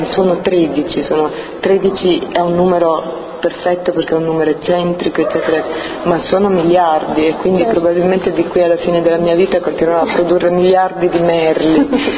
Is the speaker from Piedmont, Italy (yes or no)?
no; Rome, Lazio, Italy; born there; io sono nata a Roma e mio padre è americano di origine scozzese e irlandese